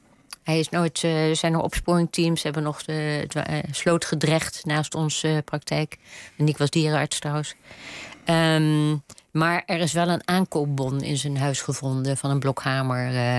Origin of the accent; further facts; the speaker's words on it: Rotterdam, South Holland, Netherlands; ik kom niet uit Brabant, ik ben Rotterdamse.